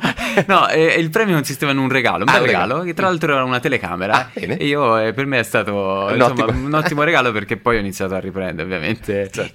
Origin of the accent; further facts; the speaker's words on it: Tuscany, Italy; è una storia che è ispirata ad una sorta di storia-leggenda delle mie parti, del Monte Amiata.